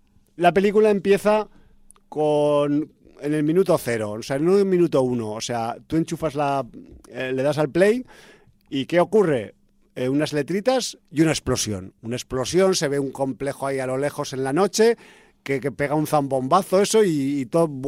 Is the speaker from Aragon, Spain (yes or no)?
yes; Zaragoza, Aragon, Spain; born there; en los años 90, había en Zaragoza, mi ciudad natal